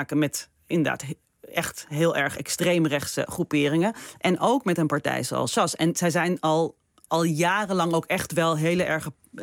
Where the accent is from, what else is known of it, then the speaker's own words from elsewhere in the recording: Israel; Dat doen vanuit het standpunt dat we uit Israël komen. Dat we daar echt iets mee hebben, dat we van het land houden